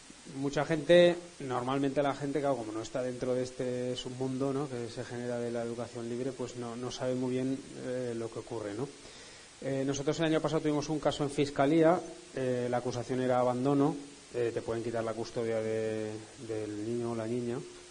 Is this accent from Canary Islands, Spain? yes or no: no; Zaragoza, Aragon, Spain; nosotros somos de Zaragoza, conocido por su caspa y tal